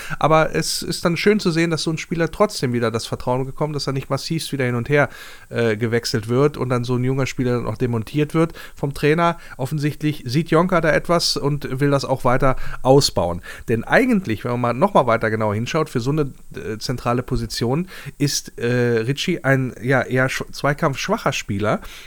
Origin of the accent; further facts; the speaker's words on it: Wolfsburg, Lower Saxony, Germany; born there; moved away; Beide gebürtige Wolfsburger, die es dann rausgezogen hat in die Fremde.